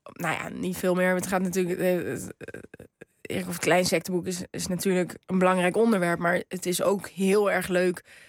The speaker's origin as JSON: {"language": "Dutch", "country": "Morocco", "said": "ik ben gewoon een Marokkaanse vrouw ook."}